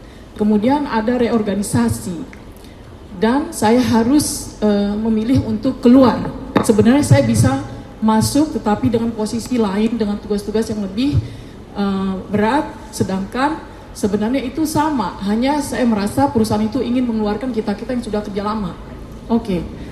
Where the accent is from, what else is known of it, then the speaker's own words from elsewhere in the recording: Pematang Siantar, North Sumatra, Indonesia; born there; Saya lahir di Pematang Siantar, anak seorang tentara.